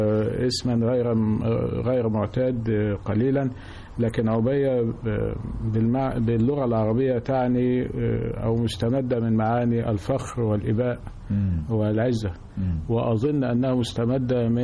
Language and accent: Arabic; Sherbin, Dakahlia, Egypt; كنت أدرس في المدارس الأميرية بمدينتي التي أعتز بها كثيرا، مدينة شربين